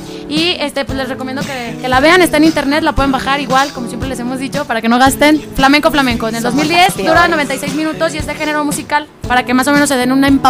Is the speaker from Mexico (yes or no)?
no; San Juan, Puerto Rico; soy de San Juan de Puerto Rico, de la isla de Soy Canto.